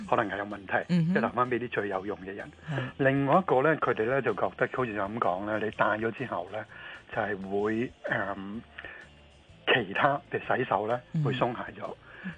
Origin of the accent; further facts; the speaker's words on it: Hong Kong; 我哋香港人